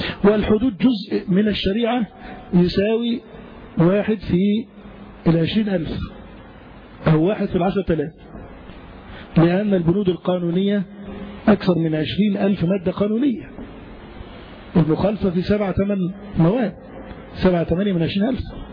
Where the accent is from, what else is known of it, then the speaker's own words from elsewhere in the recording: Egypt; طيب هل الحاكم مثلا عندنا في مصر قصر في شيء من التطبيق